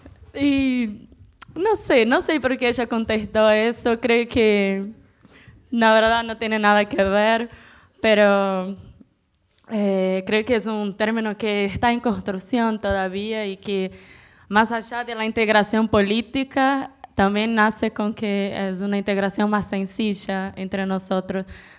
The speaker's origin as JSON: {"language": "Spanish", "country": "Brazil", "second_language": "Spanish", "lives_now": "Buenos Aires, Argentina", "said": "somos brasileños de izquierda en Buenos Aires."}